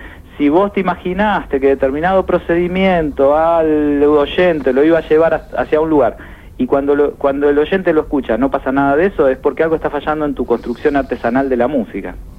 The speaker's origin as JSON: {"language": "Spanish", "town": "Pergamino", "region": "Buenos Aires Province", "country": "Argentina", "said": "yo soy de Pergamino, así que ahí canté muchísima música folclórica."}